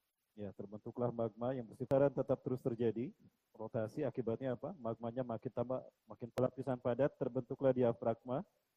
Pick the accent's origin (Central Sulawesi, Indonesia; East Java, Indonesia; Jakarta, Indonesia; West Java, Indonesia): West Java, Indonesia; Bandung; Saya asli dari Bandung. Bandung campuran Padang. Karena ibu saya orang Bandung, ayah saya Bandung Padang. Mepuar Bukit Tinggi. Pendidikan saya banyak di Bandung. SD, SMP di Cimahi.